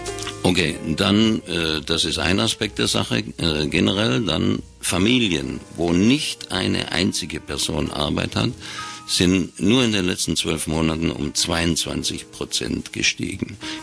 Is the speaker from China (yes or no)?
no; Baden-Württemberg, Germany; wie man bei uns im Schwabenland sagt